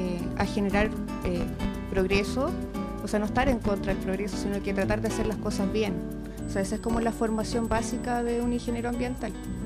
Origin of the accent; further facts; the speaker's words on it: Puente Alto, Santiago Metropolitan Region, Chile; Sí, de toda la vida. Soy de la Vicente Pérez Rosales.